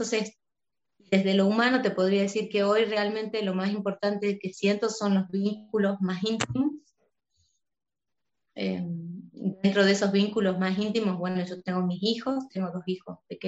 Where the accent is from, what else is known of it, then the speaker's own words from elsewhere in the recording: Salta, Argentina; also born or lived in Tucumán; Yo nací en Salta, en esta provincia. Estudié en otra provincia, en Tucumán. Pensaba radicarme ahí. Una cuestión, también de pareja, una situación difícil me hizo volver a Salta